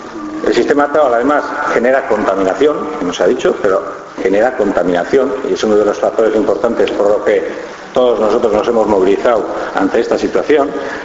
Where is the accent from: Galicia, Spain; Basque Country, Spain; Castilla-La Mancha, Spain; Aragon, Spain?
Basque Country, Spain; Usurbil; yo soy de Usurbil